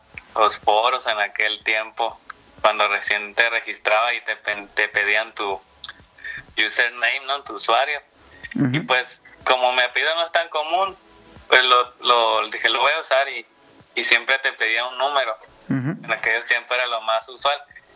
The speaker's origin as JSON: {"language": "Spanish", "region": "Sonora", "country": "Mexico", "said": "Soy de Sonora."}